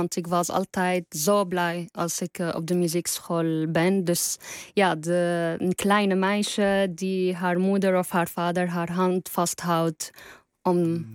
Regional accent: Damascus, Damascus Governorate, Syria; Dutch is a second language; now in Netherlands; En dat ik weet dat ik misschien nooit in mijn hele leven terug kan gaan naar Syrië, waar ik ben opgegroeid.

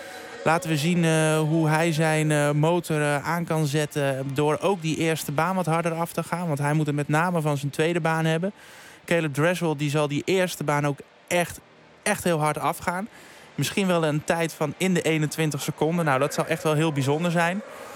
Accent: Netherlands; Alleen wij zijn als Nederlanders, ja, kijk, wij groeien op in het zwembad, allemaal met ons A- en B-diploma.

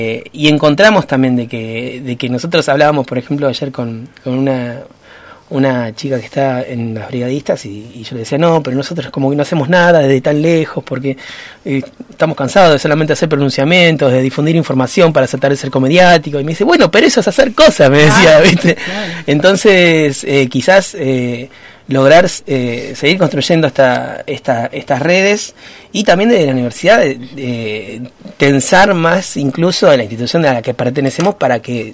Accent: Comodoro Rivadavia, Chubut, Argentina; La mayoría somos de Comodoro, ya conocen, territorio marcado por el extractivismo petrolero

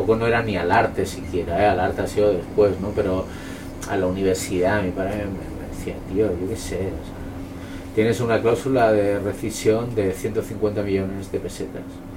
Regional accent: Ripollet, Catalonia, Spain; Yo soy de Ripollet, que es un pueblo de la periferia de Barcelona, pueblo migrante, gente de Andalucía, gente de Extremadura, gente manchega y murcianos

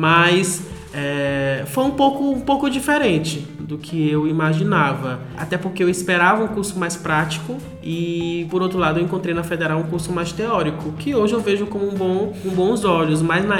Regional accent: Marabá, Pará, Brazil; até porque em Marabá eu tinha poucas opções

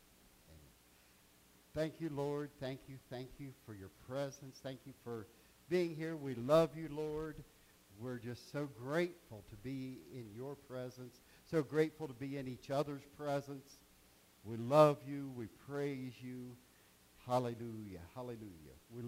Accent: Richmond, Indiana, United States; I got up to Richmond, Indiana, and I grew up on Lower Street.

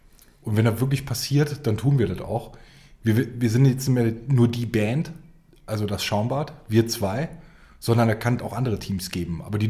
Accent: Rhineland, Germany; Und ich als Rheinländer bin fürchterlich wütend

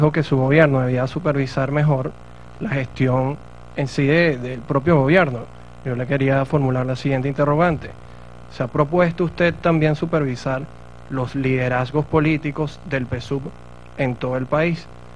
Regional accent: Caracas, Capital District, Venezuela; yo soy de Caracas.

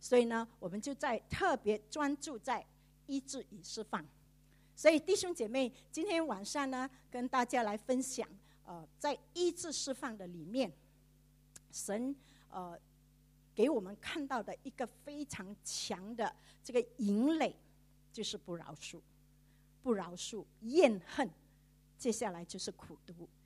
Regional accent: Singapore; 我自己本身呢是长老会在新加坡长大的

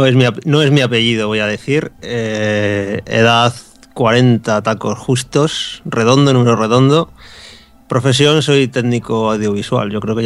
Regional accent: Bilbao, Basque Country, Spain; now in Santiago de Compostela, Spain; yo me vine aquí a Santiago Compostela desde Bilbao, yo soy de Bilbao. Me vine. Y sí, hace ya unos años

